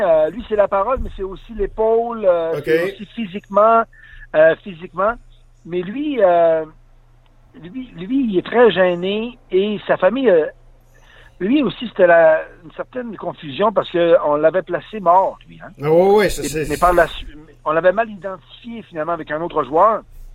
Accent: Quebec, Canada; Mais contrairement à chez nous, au Lac-Saint-Jean, ces joueurs-là sont beaucoup de...

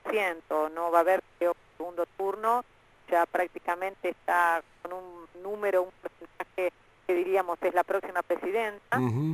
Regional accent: Argentina; nosotros los argentinos, lo digo como argentina

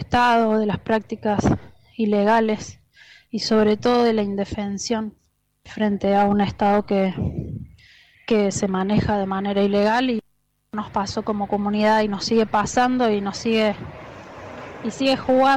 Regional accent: Cosquín, Córdoba, Argentina; Soy de Cosquín y soy docente

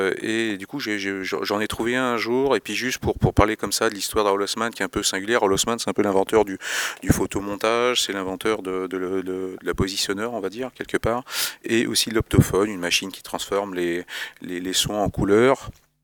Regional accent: La Rochelle, Nouvelle-Aquitaine, France; Quand j'étais petit, j'étais à La Rochelle, une petite ville industrielle

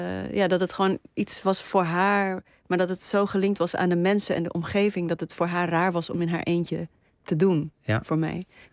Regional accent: Namibia; En iedereen sprak Nederlands en ik sprak Afrikaans. En ik moest de hele tijd uitleggen waar ik vandaan kwam. En ik vol trots vertelde ik dat ik uit Namibië kwam.

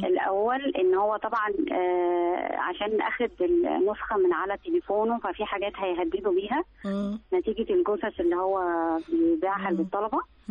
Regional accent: Alexandria, Alexandria Governorate, Egypt; من اسكندرية برضو

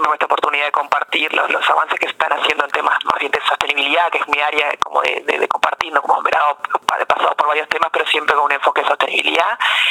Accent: Uruguay; Con cuidado, gradualmente, como somos los uruguayos

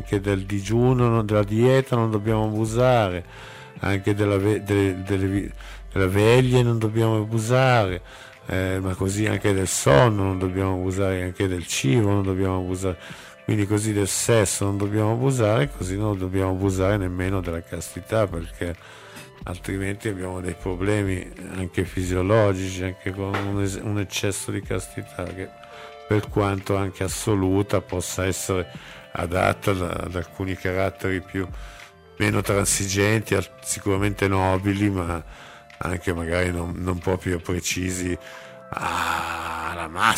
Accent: Como, Lombardy, Italy; Io sono di Como come voi, come la maggior parte di voi

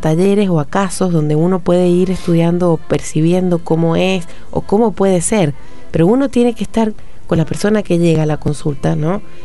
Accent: San Juan, Argentina; Somos sanjuaninos, nos está costando, pero la gente se va abriendo a los talleres.

